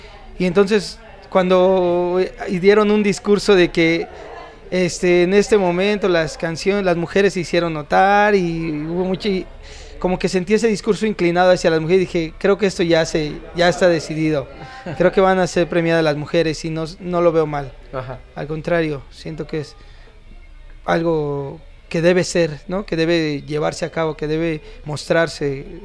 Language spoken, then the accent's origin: Spanish; Mexico City, Mexico; soy acá de la Ciudad de México.